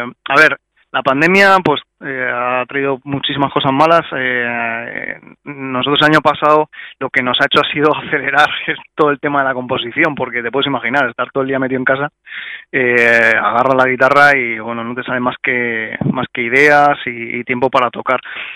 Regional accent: Madrid, Community of Madrid, Spain; Y bueno, nosotros somos también de Hortaleza

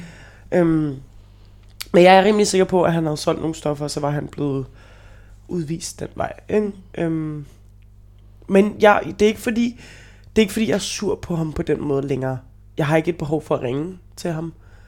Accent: Brønshøj, Capital Region of Denmark, Denmark; Jeg er opvokset i Brønshøj. Min bror er opvokset i Brønshøj.

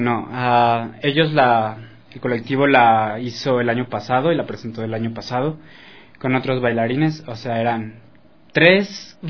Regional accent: Mexico; moved away as an adult; yo estaba estudiando artes escénicas en México, yo soy mexicano.

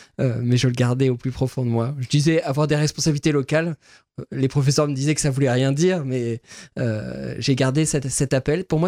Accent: Rosières-aux-Salines, Grand Est, France; Et je crois que la manière dont j'ai grandi à Rosières-aux-Salines, faire l'école maternelle, l'école primaire

